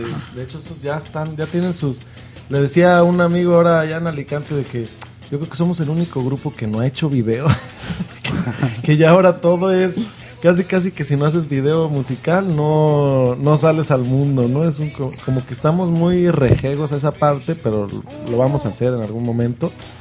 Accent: Guadalajara, Jalisco, Mexico; porque Cancún de Guadalajara, que yo soy de ahí de Guadalajara, pues está lejecito, está a sus 1,000, 2,000 kilómetros, ¿no?

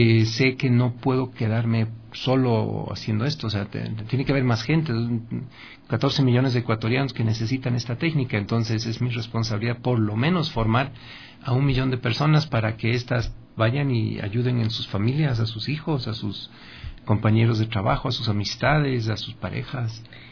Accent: Bolivia; now in Ecuador; Pero, ¿cómo soy boliviano? Somos Comunidad Andina de Naciones, es todo.

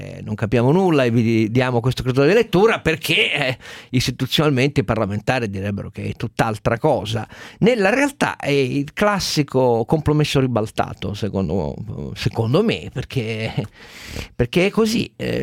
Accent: Turin, Piedmont, Italy; Un motivo di indignazione vera da torinese

